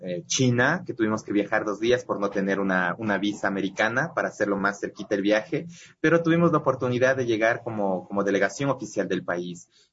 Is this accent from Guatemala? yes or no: no; Ecuador; partícipes de nuestro trabajo, hacer partícipes con nuestra cultura ecuatoriana a la gente.